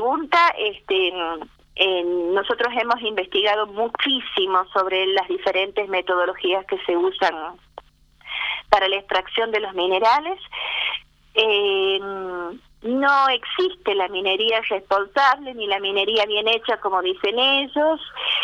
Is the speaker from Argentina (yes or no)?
yes; La Rioja, Argentina; en tantas cosas que nosotros estamos necesitando como riojanos en este momento